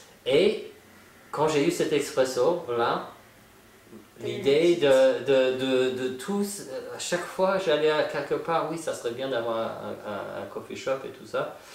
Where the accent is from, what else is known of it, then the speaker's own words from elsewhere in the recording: Santa Fe, New Mexico, United States; French is a second language; moved away as an adult; now in Paris, France; Alors bon, bah, je suis américain. Je viens de Santa Fe, Nouveau-Mexique.